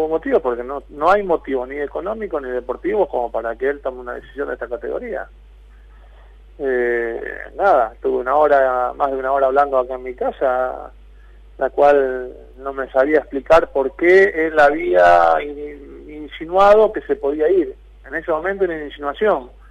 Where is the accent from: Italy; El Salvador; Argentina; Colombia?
Italy; Spanish is a second language; moved away; Y sí, en 2006 vine de Italia.